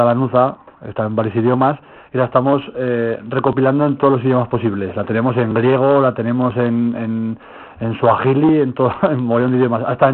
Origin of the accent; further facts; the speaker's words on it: Aragon, Spain; de aquí al lado de mi pueblo, al lado de Zuera